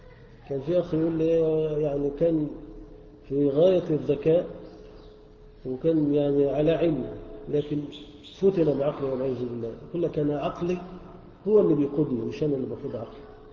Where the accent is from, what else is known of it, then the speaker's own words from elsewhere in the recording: Egypt; احنا كلنا مصريين وكلنا مسلمين